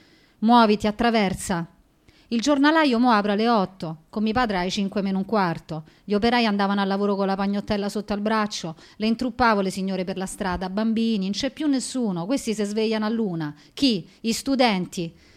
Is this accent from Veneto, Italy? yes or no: no; Rome, Lazio, Italy; born there